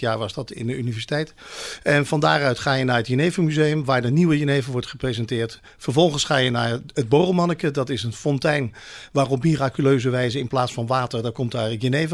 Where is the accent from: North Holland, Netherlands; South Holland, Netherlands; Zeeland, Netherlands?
South Holland, Netherlands; Schiedam; Dat wij uit Schiedam komen, dat is nou, niet een toevalligheid natuurlijk.